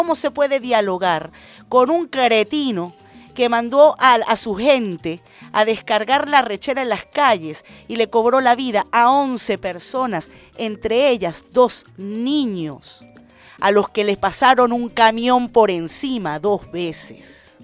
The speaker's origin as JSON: {"language": "Spanish", "country": "Venezuela", "said": "Como venezolana y como venezolana chavista."}